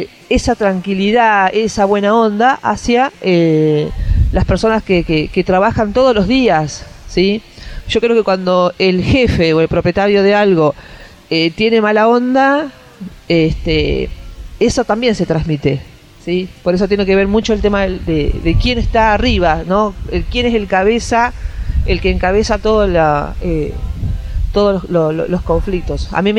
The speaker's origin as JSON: {"language": "Spanish", "town": "Tandil", "region": "Buenos Aires Province", "country": "Argentina", "said": "porque yo soy acá de Tandil"}